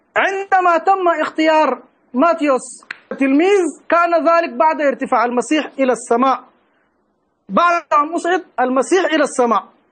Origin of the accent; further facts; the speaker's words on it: Sudan; ولا تحتاج إلى قراءة أو إلى درس عصر كما يقال عندنا في السودان